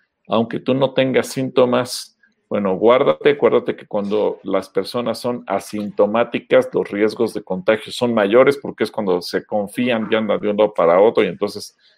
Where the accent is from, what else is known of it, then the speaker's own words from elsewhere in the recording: Mexico; las costumbres y tradiciones que tenemos como pueblo mexicano